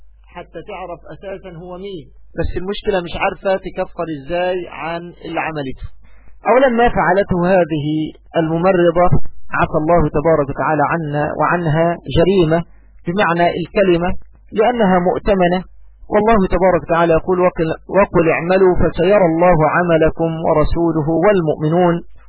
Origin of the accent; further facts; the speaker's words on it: Egypt; يعني أقول بالمعنى الدارج عندنا كمصريين